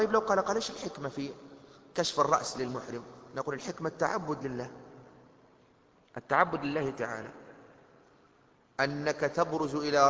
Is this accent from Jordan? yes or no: no; Tunisia; المظلة السعف هذه المظلة المعروفة عندنا في تونس